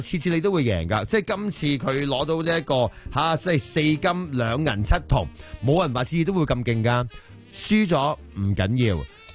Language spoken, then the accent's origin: Cantonese; Hong Kong; 我哋香港人绝对支持你啊，港队。